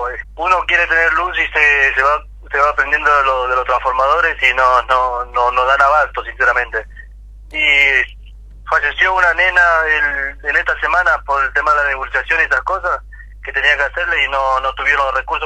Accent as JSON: {"language": "Spanish", "country": "Argentina", "said": "pero yo, como soy argentino, yo tengo, todos tenemos derecho en la vida."}